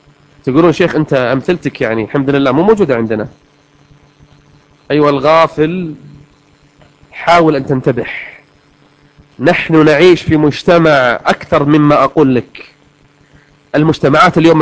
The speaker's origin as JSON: {"language": "Arabic", "country": "Kuwait", "said": "حنا عندنا في الكويت البوية البنت المسترجلة، كل واحد له لغته ولهجته"}